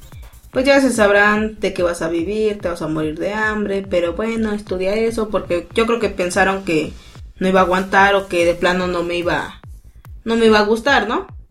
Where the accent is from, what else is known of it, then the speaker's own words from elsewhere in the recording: Mexico; Y ya saqué mi ficha, ya como clásico mexicano, ¿no?